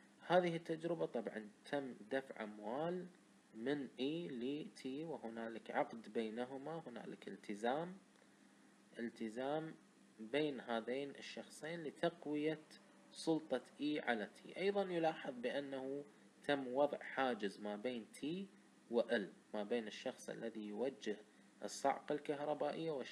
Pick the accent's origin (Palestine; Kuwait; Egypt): Kuwait; accent: Kuwaiti; انا بلهجة كويتية بسيطة اشرح